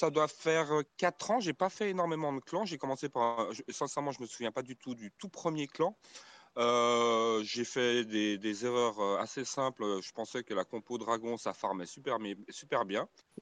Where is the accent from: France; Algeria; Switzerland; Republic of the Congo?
Switzerland; alors que moi-même, je suis de Suisse.